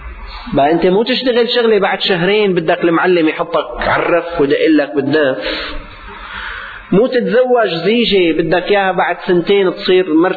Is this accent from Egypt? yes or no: no; Syria; ما كان يعني عندنا في الشام